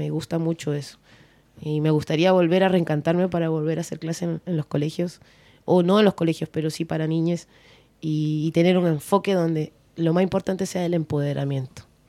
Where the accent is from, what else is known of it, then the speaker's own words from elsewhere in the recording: Peru; moved away as an adult; now in Chile; tengo 39 años, y de mi vida yo me vine a los 19. Tengo un año más aquí viviendo en Chile. O sea, yo soy mitad chilena, mitad peruana. Tengo una esencia y unos valores bien peruanos